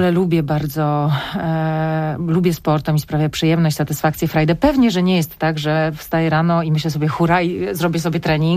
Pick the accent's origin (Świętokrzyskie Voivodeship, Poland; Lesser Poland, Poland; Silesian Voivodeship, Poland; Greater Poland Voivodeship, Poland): Silesian Voivodeship, Poland; a pochodzimy ze Śląska